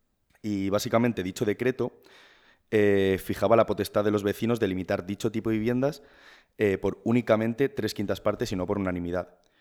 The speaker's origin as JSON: {"language": "Spanish", "region": "Balearic Islands", "country": "Spain", "lives_now": "Madrid, Spain", "said": "Pascu y yo, como ya dijimos en el primer programa, somos ambos de Mallorca."}